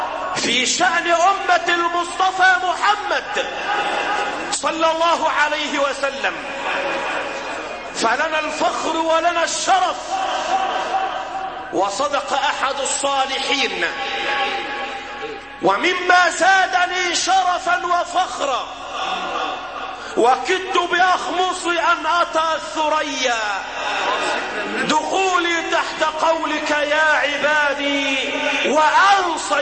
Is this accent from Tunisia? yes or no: no; Egypt; اللهم احفظ بلادنا مصر وسائر بلاد